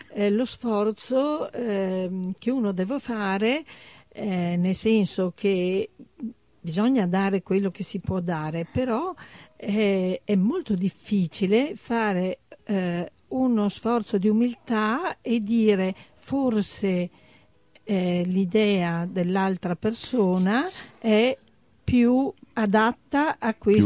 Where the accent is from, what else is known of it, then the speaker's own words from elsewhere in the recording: Treviso, Veneto, Italy; born there; io nata a Treviso, ho studiato al liceo Canova, il mio grande liceo qui trevigiano, però ho avuto l'esperienza padovana, ho studiato a Padova